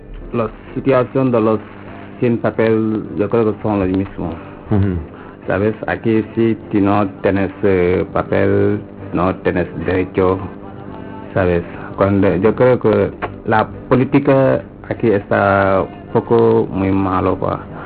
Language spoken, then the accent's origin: Spanish; Senegal; Spanish is a second language; moved away as an adult; now in Spain; Sí, vengo de Senegal.